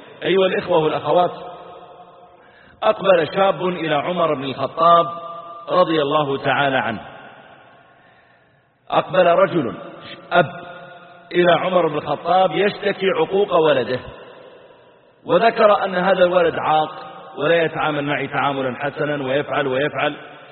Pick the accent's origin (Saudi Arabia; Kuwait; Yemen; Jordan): Saudi Arabia; Mazal; وأذكر أن في قريتنا عندنا قرية على طريق مكة اسمها مزعل، قرية صغيرة،